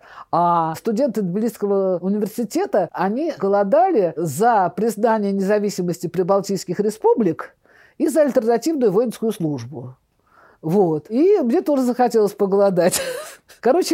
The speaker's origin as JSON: {"language": "Russian", "region": "Saint Petersburg", "country": "Russia", "said": "Я говорю, что я из Ленинграда"}